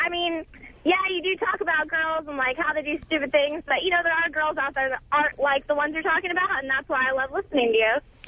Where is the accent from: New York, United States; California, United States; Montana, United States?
California, United States; Where am I from? California. Somewhere that you're not.